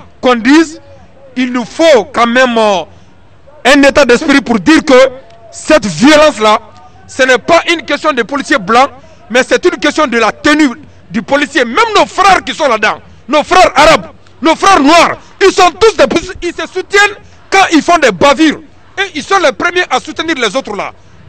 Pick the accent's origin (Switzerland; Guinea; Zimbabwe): Guinea; now in Paris, France; Je suis guinéen de nationalité. Je suis agent de sécurité.